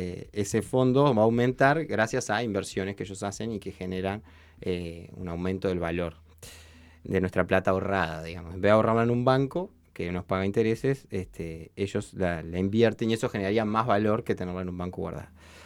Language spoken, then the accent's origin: Spanish; Uruguay; estamos obligados como uruguayos a invertir en la forestación